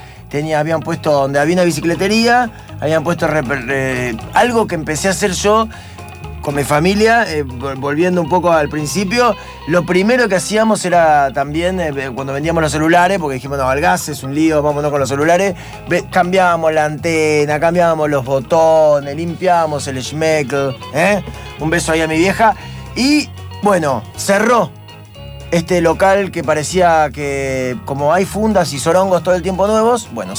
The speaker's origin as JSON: {"language": "Spanish", "region": "Buenos Aires", "country": "Argentina", "said": "como somos los porteños"}